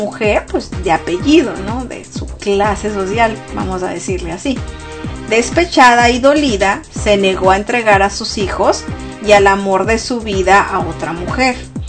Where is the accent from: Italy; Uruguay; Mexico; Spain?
Mexico; Yo, que soy mexicana, debería de enterarme un poquito más de esto, ¿verdad?